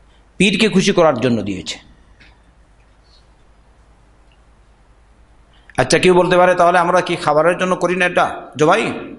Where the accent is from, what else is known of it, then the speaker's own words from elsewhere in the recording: Sylhet Division, Bangladesh; কারণ আমি সিলেটের মানুষ তো আমি বুঝি না বেশি।